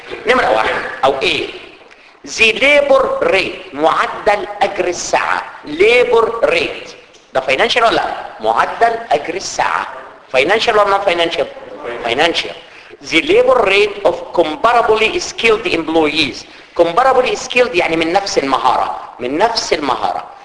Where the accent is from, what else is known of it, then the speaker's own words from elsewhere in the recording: Egypt; زي عندنا في مصر كده